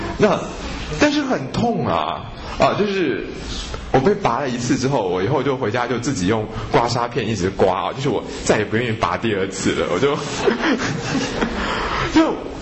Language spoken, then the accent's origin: Chinese; Japan; Chinese is a second language; 其实我们日本人有一个辩证法